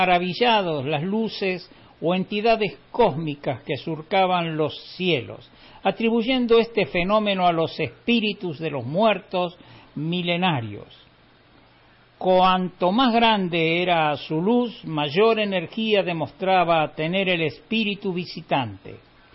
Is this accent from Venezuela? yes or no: no; Capilla del Monte, Córdoba, Argentina; llegamos a Capilla del Monte. Obviamente es un pueblo que conozco muy bien porque prácticamente yo pasé ahí toda mi infancia y gran parte de la adolescencia.